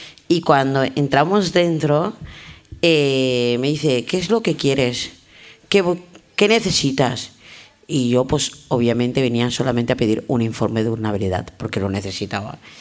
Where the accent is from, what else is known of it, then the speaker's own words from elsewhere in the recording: Spain; Soy española. O sea, que si a mí me quieren mandar de vacaciones pagadas, yo encantada, pero soy española, ¿sabes?